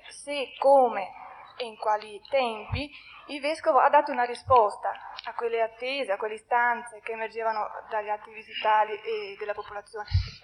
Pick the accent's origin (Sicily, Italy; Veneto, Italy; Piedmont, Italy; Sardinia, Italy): Veneto, Italy; Verona; vengo da Verona.